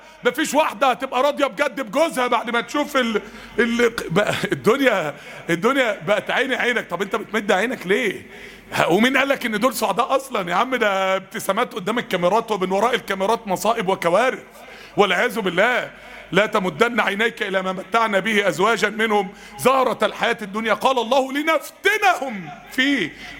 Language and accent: Arabic; Mansoura, Dakahlia, Egypt; كان عندنا يعني حد زميلنا يعني تعين في مستشفى المسالك والكلى عندنا في المنصورة